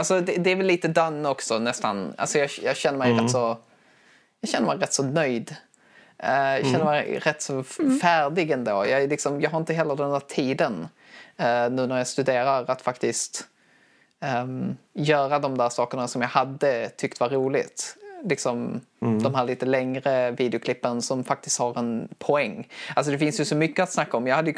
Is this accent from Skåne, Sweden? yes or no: yes; Skåne, Sweden; accent: Scanian; Det är min skånska som